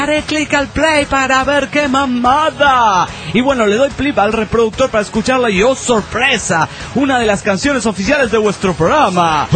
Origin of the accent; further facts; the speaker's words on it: Guadalajara, Jalisco, Mexico; de Guadalajara, Jalisco, México.